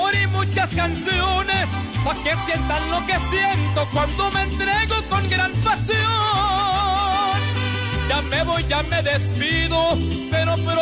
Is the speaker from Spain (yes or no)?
no; Mexico; Me siento muy orgulloso de mi tierra mexicana. De portar traje de charro y ser mariachi por tradición.